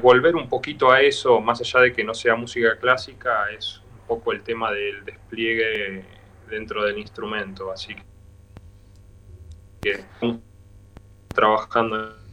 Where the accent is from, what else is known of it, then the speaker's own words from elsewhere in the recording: Bahía Blanca, Buenos Aires Province, Argentina; now in Buenos Aires, Argentina; Yo soy de Bahía Blanca y estoy en Buenos Aires hace ya, creo que casi 12 años, 11, 12 años.